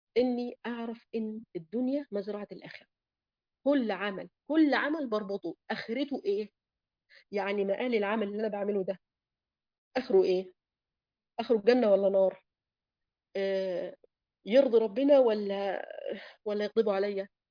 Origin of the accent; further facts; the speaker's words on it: Egypt; طيب دلوقتي في ضيق المعيشه في عندنا في مصر مثلا